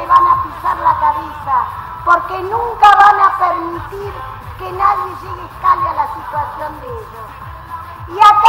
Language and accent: Spanish; Argentina; Acá no hay un anti ni un pro contra nada. Somos todos argentinos.